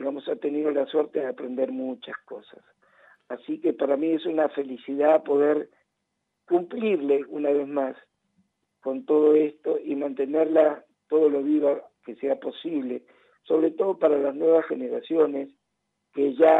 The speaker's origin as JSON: {"language": "Spanish", "country": "Argentina", "tie": "born or raised there", "also_born_or_lived": "Peru", "said": "yo siendo peruano argentino, porque estoy criado acá desde chiquito hasta los 16 años, y a partir de ahí idas y vueltas a Perú y Argentina, sentirme de los dos lugares es un orgullo para mí muy grande"}